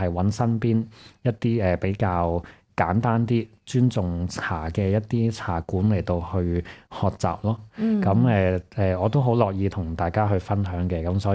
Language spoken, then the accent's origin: Cantonese; Hong Kong; 又或者係有時我哋香港人體質偏寒啦，偏寒涼啦